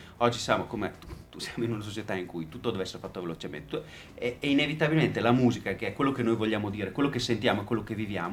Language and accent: Italian; Treviso, Veneto, Italy; Cioè oggi noi veniamo da Treviso, ma abbiamo girato un pochino